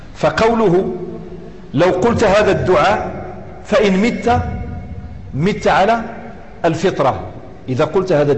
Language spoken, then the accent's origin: Arabic; Morocco; accent: Moroccan; وفي الدارجة المغربية توجد أشياء كثيرة فصيحة صريحة بزاف ماشي قليلة، إنما عاميتنا شوية مهضرمة وشوية مخضرمة